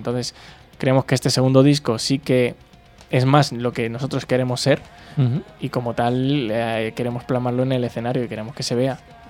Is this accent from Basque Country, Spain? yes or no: no; Toledo, Castilla-La Mancha, Spain; vivimos en la misma zona. No tiene que venir nadie de Madrid a ensayar, no tiene que venir nadie de Ciudad Real. O sea, todos somos de Toledo Capital o de algún pueblo muy cercano que está a 15 minutos.